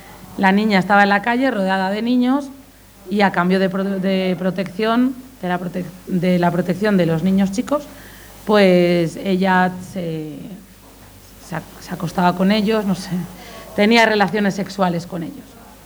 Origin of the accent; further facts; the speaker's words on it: Palencia, Castile and León, Spain; Yo cuando me voy, yo soy de Palencia, cuando me voy a Palencia